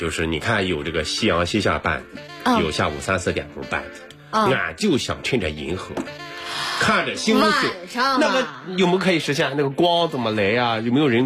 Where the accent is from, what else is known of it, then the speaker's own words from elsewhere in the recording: China; 那其实作为中国人